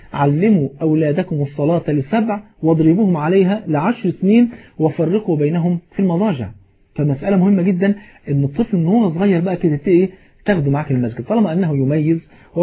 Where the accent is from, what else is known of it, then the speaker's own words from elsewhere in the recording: Egypt; حتى المثل البلد عندنا في مصر يقول ايه